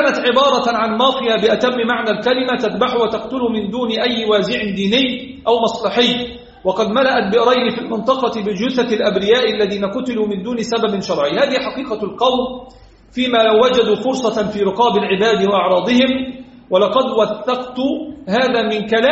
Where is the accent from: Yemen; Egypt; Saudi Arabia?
Egypt; الحمد لله رب العالمين الذي حفظ بلدنا مصر